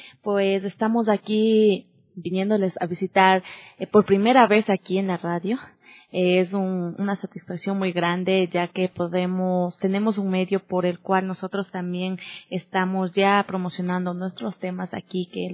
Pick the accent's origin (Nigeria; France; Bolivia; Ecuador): Ecuador; Nayón, Pichincha; Hemos sacado este video justo en la parroquia de Nayón, de donde yo vengo